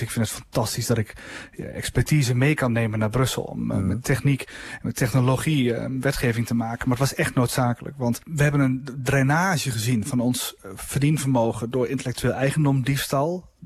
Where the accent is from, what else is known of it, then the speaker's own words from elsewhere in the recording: Netherlands; En dat zijn wij Hollanders goed in.